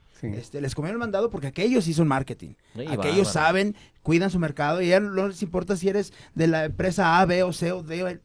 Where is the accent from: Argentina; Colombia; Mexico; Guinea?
Mexico; Somos más los mexicanos que vivimos afuera del DF que el DF.